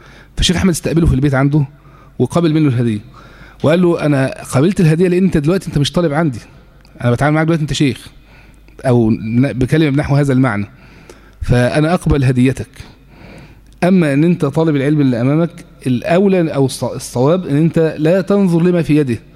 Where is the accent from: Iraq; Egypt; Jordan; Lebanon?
Egypt; حتى عندنا في مصر هنا كبار ممثلي هذا التيار